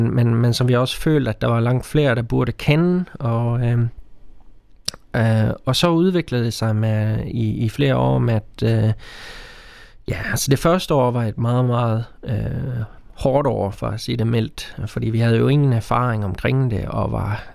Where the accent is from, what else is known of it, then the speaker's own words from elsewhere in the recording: Sweden; Danish is a second language; now in Denmark; fordi jeg er oprindelig fra Sverige nemlig